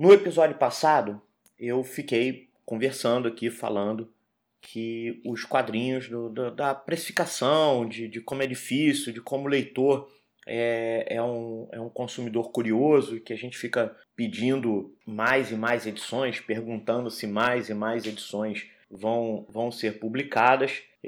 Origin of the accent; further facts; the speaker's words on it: Rio de Janeiro, Brazil; o carioca, eu sou do Rio, então o carioca